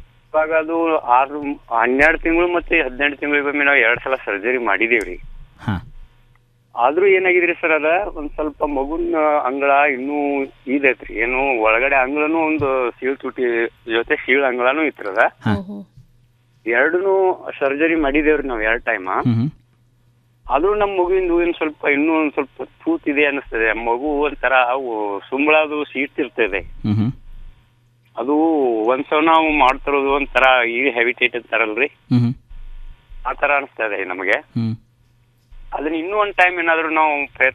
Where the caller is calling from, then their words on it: Devalatti, Karnataka, India; ಬೆಳಗಾವಿ ಜಿಲ್ಲೆ ಖಾನಾಪುರ ತಾಲೂಕಿನಿಂದ ಮಾತಾಡೋದ್ರಿ